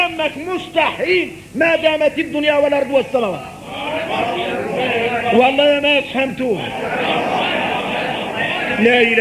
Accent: Mauritania; احنا موريتاني لا صقت فينا اطيعوا الله واطيعوا الرسول واولي الامر منكم.

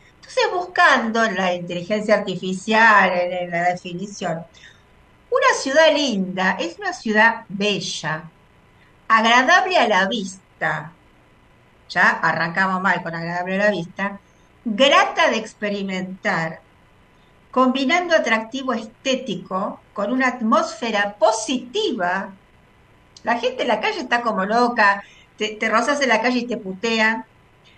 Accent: Buenos Aires, Argentina; born there; a mí me gusta Buenos Aires. Porque nací en Buenos Aires, entonces siento que es mi ciudad, que es mi lugar.

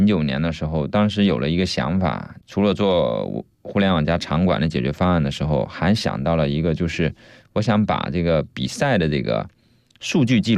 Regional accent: Fujian, China; 最后一站在厦门，因为我老家是福建的嘛，所以我福州厦门这边的朋友同学特别多

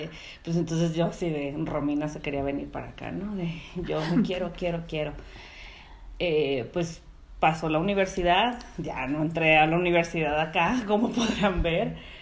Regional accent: Tijuana, Baja California, Mexico; yo soy de Tijuana. Yo nací allá, crecí allá y he estado el 90% de mi vida en Tijuana. O sea, sí he vivido como temporalmente en otros lugares.

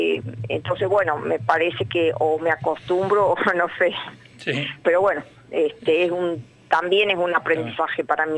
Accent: Villa Carlos Paz, Córdoba, Argentina; Yo soy de Carlos Paz, yo viví en Carlos Paz desde los 14 años, fui al IES, al cuarto y quinto año, estudié en la Universidad de Córdoba, tuve negocio acá

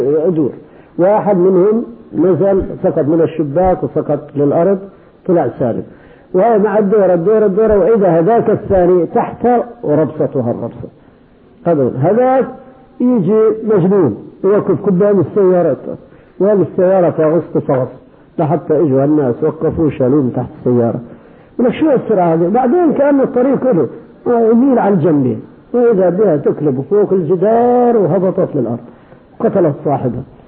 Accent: Kuwait; لكن عندنا في الكويت يوميا 10 قتلى

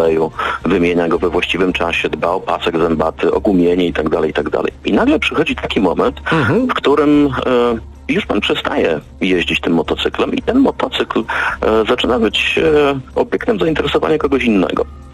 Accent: Silesian Voivodeship, Poland; Ja pochodzę ze Śląska i tutaj jest taka bardzo dobra tradycja

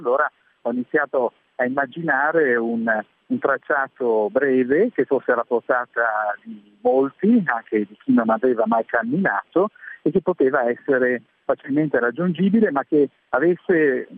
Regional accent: Milan, Lombardy, Italy; Io sono un milanese che fino a pochi anni fa, diciamo una decina d'anni fa, non aveva la minima idea di cosa fosse il Biellese

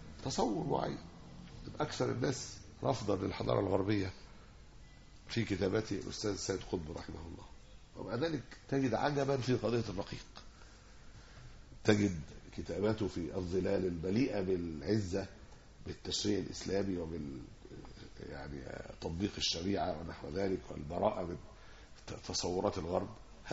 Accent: Egypt; يعني عندنا في مصر هنا

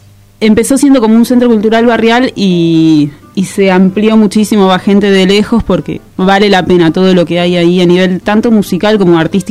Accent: Buenos Aires, Argentina; Y sí, toda la vida de Buenos Aires.

